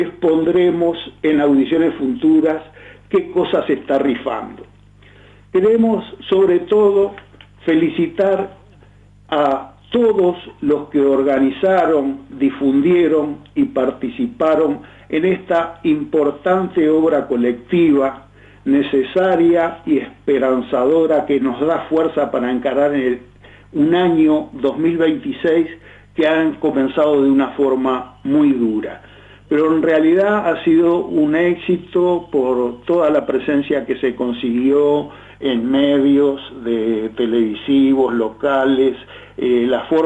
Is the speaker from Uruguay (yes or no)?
yes; Uruguay; ¿quiénes somos, los uruguayos o las petroleras?